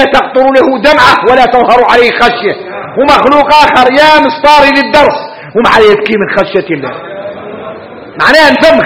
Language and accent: Arabic; Mauritania; هذا حديث احنا موريتانية